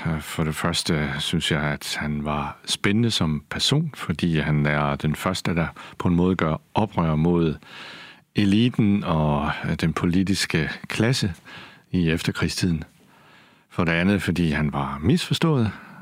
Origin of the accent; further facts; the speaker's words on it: Kolding, Region of Southern Denmark, Denmark; Jeg havde en dygtig dansklærer. Jeg er selv fra Kolding